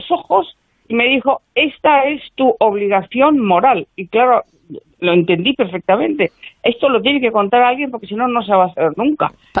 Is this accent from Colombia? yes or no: no; Galicia, Spain; porque nosotros somos gallegos y ella estaba en Galicia